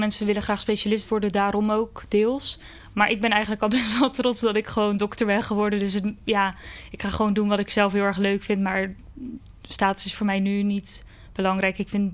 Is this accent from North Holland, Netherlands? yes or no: no; Schiedam, South Holland, Netherlands; now in Rotterdam, Netherlands; Ik ben 25 jaar en ik kom uit Schiedam. Daar heb ik eigenlijk mijn hele leven gewoond. Maar nu sinds een paar maanden woon ik in Rotterdam. En ik heb in Schiedam ook altijd op school gezeten. Op Spieringzoek, de middelbare school gedaan.